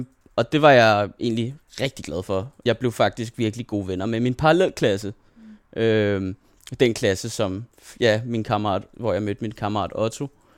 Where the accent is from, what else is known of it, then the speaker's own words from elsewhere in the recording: Dragør, Capital Region of Denmark, Denmark; det er hele det her Dragør, hvor jeg er vokset op med de her to skoler, jeg har gået på derude